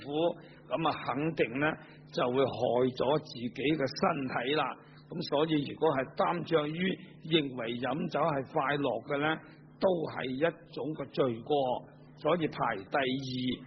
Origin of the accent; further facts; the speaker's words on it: China; 因為我哋中國人有啲咁樣嘅